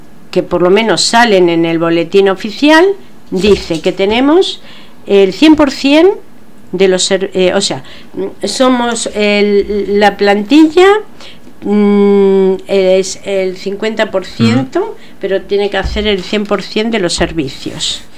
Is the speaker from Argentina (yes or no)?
yes; Argentina; now in Spain; porque yo, como os habéis dado cuenta, soy argentina, ¿no? Entonces, en Argentina los sindicatos eran, y en mi época, eran mucho peores.